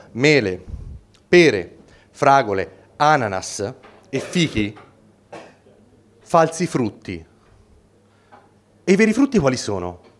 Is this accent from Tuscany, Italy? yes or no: yes; Florence, Tuscany, Italy; si sente dall'accento? Sì. Io vengo da Firenze, dicono che noi toscani siamo un po' campanilisti e chiusi